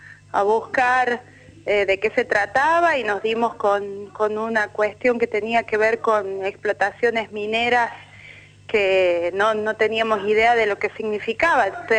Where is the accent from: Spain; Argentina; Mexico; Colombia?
Argentina; La Rioja; Nací en La Rioja y vivo todavía en La Rioja.